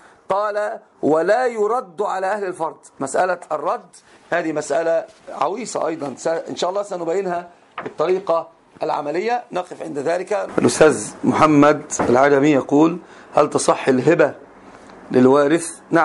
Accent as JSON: {"language": "Arabic", "country": "Morocco", "said": "لأن عندنا في المغرب معروف لباس المرأة في الأفراح يكون مسبل أكثر من شبرين."}